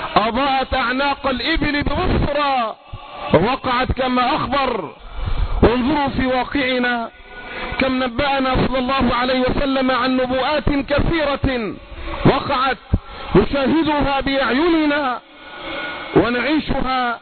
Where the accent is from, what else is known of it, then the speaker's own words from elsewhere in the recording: Egypt; اللهم احفظ بلدنا مصر